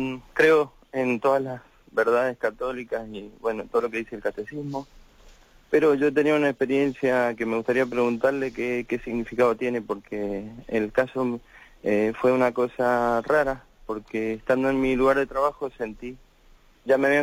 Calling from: Málaga, Andalusia, Spain; de Málaga.

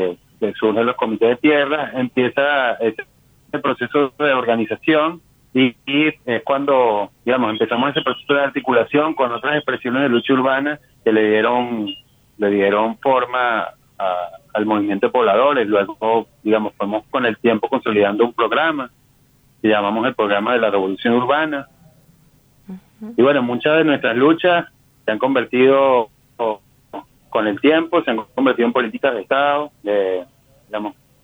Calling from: Venezuela; a todos y todas desde acá, desde Venezuela.

